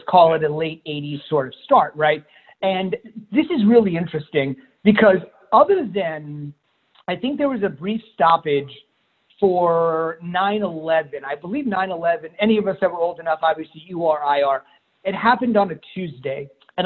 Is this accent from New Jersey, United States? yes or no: yes; New Jersey, United States; you know, I grew up in New Jersey, so the first sports talk radio station, WFAN